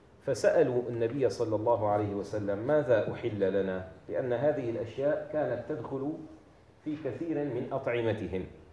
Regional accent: Syria; now in Turkey; هنا في تركيا علماء تركيا يخففون فيه، عندنا في الشام علماؤنا يشددون فيه

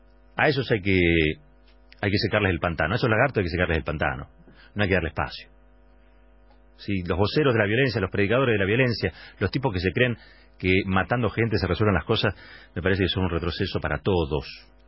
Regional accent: Argentina; Somos todos los argentinos, no solamente aquellos que están haciendo un corte o protestando por algo.

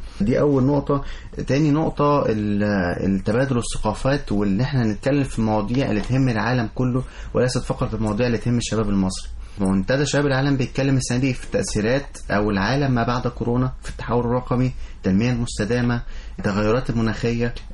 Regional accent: Egypt; انا كشاب مصري ان انا هقود البلد قدام

